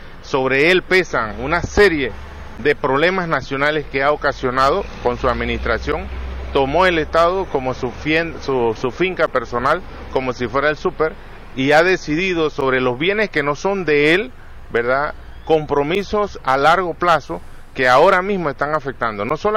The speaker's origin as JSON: {"language": "Spanish", "country": "Panama", "said": "Nosotros como panameños debemos sentirnos realmente preocupados"}